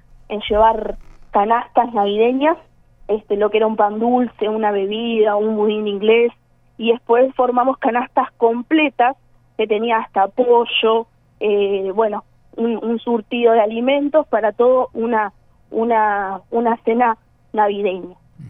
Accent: Maldonado, Uruguay; Mira, sí, somos todos de Maldonado

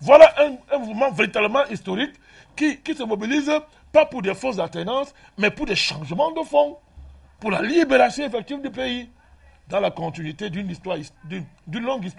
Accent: Mali; Moi je suis malien.

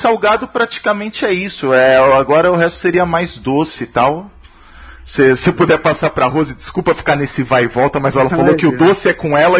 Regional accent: São Paulo, Brazil; porque eu sou de São Paulo

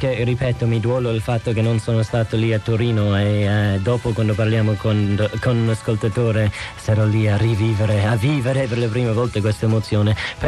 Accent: Cork, Munster, Ireland; Italian is a second language; Io vengo da Cork

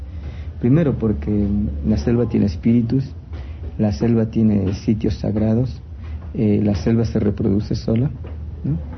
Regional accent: Sarayacu, Pastaza, Ecuador; Yo soy de Sarayacu, crecí en Sarayacu, nací en Sarayacu

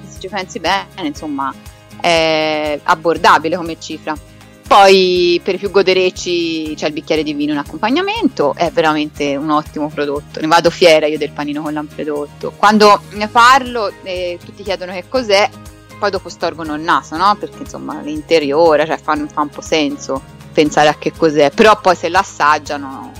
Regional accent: Florence, Tuscany, Italy; ti parlo da fiorentina orgogliosa

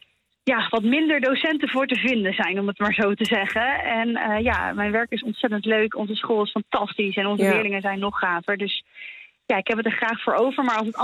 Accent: Sleeuwijk, North Brabant, Netherlands; Ik kom uit Sleewijk, ik werk in Capelle in Rotterdam.

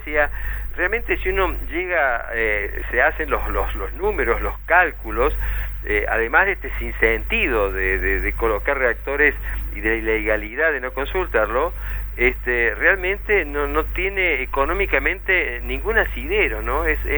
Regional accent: Córdoba, Argentina; Solo quiero aclararte que en realidad soy de Córdoba. Integro el MARA desde FUNAM, que es la Fundación para Defensa del Ambiente, pero estamos en Córdoba.

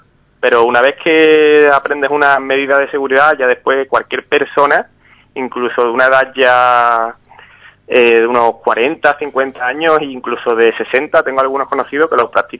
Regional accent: Ubrique, Andalusia, Spain; Me crié en Ubrique, vamos, he estado hasta los 18 años viviendo en Ubrique, y ya después pues he estado viviendo más que nada pegado a la costa

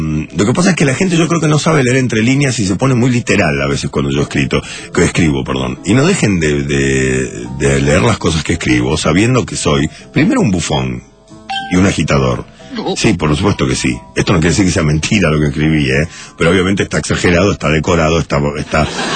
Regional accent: Uruguay; now in Argentina; mucha gente me dice, sos uruguayo, ¿por qué no te volvés a tu país? No pienso volverme a mi país, y además, mi padre era argentino

